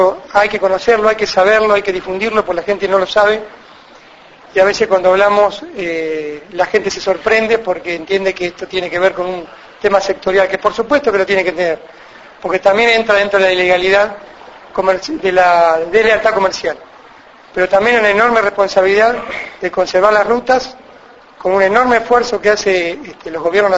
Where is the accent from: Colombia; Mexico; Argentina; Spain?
Argentina; Cañuelas, Buenos Aires Province; yo soy de Cañuelas, pero tenemos, a Dios gracias, hace 3 años que estamos aquí en Olavarría con Cocatra